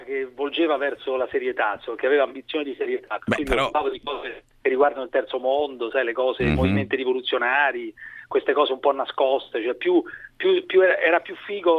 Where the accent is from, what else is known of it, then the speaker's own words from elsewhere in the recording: Rome, Lazio, Italy; born there; now in Milan, Italy; io sono nato a Roma, ma non sono un romano abbastanza tipico